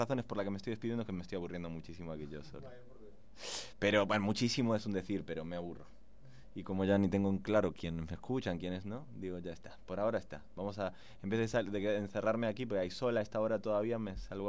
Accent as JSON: {"language": "Spanish", "region": "Buenos Aires", "country": "Argentina", "said": "Recordad que soy argentino porteño. Mira, ya he vuelto al castizo, voy a seguirlo en porteño argentino. Que soy porteño"}